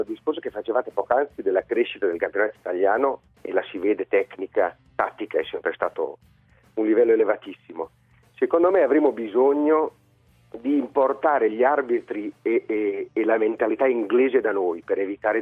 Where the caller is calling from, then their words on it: Ferrara, Emilia-Romagna, Italy; Siamo da Ferrara, patria della gloriosa SPAL